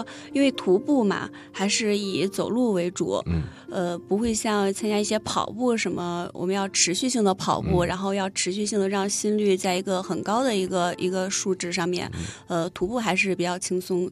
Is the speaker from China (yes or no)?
yes; China; 让我深深的觉得作为一个中国人